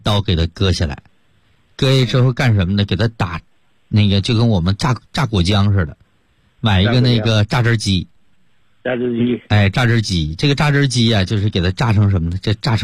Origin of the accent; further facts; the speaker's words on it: China; 让我们中国人呢 可以说真正的扬眉吐气了啊